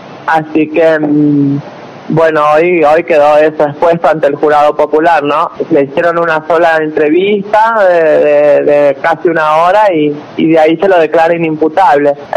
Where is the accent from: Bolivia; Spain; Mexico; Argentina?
Argentina; San Juan; yo soy oriunda de San Juan, ella de Villa Mercedes